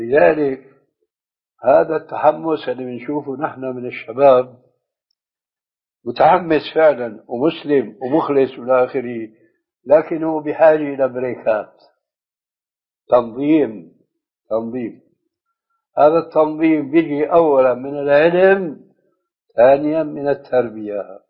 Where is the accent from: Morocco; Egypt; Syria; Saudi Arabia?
Syria; وهو كما يقولون أيضا عندنا في سوريا أبوها وأمها